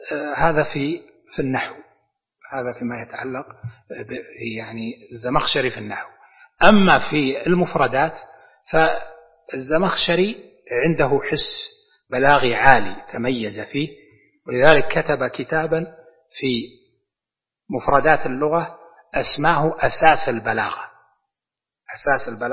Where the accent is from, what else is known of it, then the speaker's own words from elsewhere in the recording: Najd, Saudi Arabia; زي عندنا في نجد المستعملة